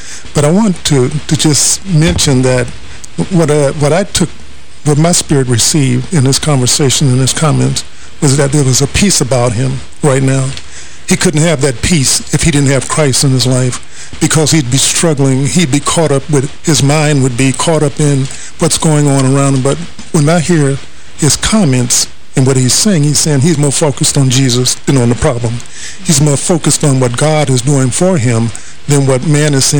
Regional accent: New York, United States; he's from my area of the country. I grew up in Harlem.

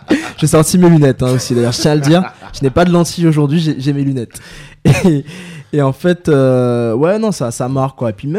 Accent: France; born there; also born or lived in Guadeloupe; Moi j'ai vécu en France, en fait je suis né en France et j'ai aussi vécu en Guadeloupe, et même avant d'avoir habité en Guadeloupe pendant une bonne dizaine d'années

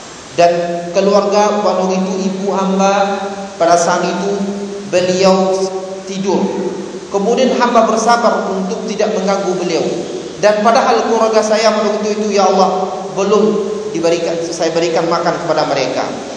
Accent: Bukittinggi, West Sumatra, Indonesia; kampung saya contohnya di Sumatera Barat, di Bukit Tinggi

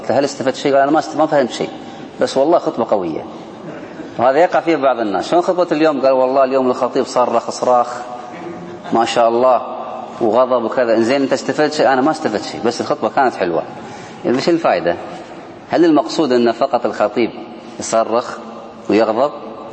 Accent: Kuwait; وعندنا في الكويت الآن وغالب الدول الله أعلم قدروها بعشرين دقيقة

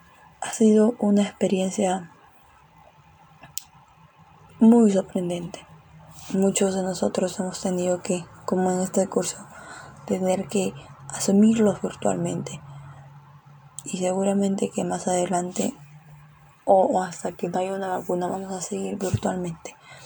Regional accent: Peru; aprendamos que tenemos que cambiar como peruanos, como sociedad y como seres humanos.

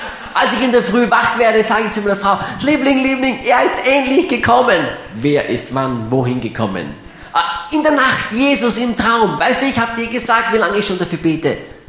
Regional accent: Graz, Styria, Austria; Steirer bleiben gesund, nicht wahr? Ich bin ja ein Grazer. Steirer sind gesund.

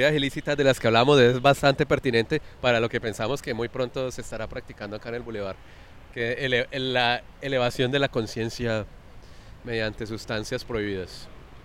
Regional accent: Cali, Valle del Cauca, Colombia; Pues como todo caleño caminaba por necesidad

